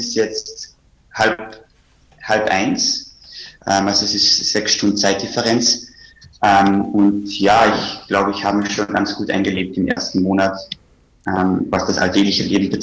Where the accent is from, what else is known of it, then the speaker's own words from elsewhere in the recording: Carinthia, Austria; moved away; also born or lived in Vienna; Also ich komme ursprünglich aus Kärnten und bin dann nach Wien gezogen.